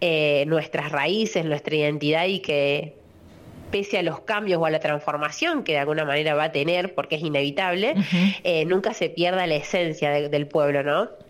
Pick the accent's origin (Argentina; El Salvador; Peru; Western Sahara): Argentina; Cortaderas, San Luis; Yo nací, me crié en Cortaderas, y hablo en nombre de nativo